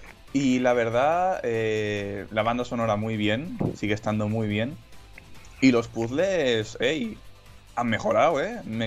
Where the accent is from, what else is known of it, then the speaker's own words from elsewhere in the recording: Catalonia, Spain; No, pero es que soy catalán, ¿qué te esperas?